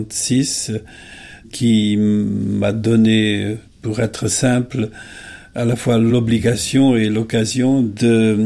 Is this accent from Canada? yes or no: no; Hungary; French is a second language; je suis maintenant à la retraite du CNRS et je suis surtout établi physiquement en Hongrie, dont je suis originaire, parce que c'est mon pays natal.